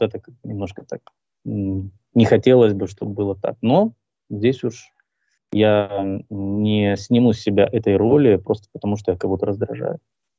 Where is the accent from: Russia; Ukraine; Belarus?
Ukraine; Crimea; Я же крымчанин, напомню тем, кто не знает, я крымчанин, и до 2014 года я был гражданином Украины, ну а с 2014 года я гражданин России.